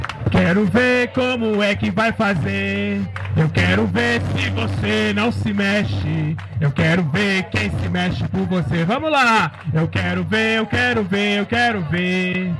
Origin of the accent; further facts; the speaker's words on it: Formiga, Minas Gerais, Brazil; now in Mariana, Brazil; Eu sou lá da cidade de Formiga, 300 quilômetros daqui, perto de Divinópolis. Tem 2 anos que eu canto. Tem 2 anos que eu estou residindo já aqui em Mariana.